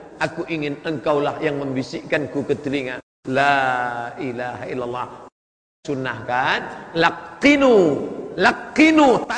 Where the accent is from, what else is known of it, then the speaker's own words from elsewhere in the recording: Sumatra, Indonesia; born there; saya dilahirkan di Pulau Sumatera menjadi orang Melayu, orang tua saya Muslim, bapak saya Muslim, mak saya Muslimah, tinggal di negeri Muslim.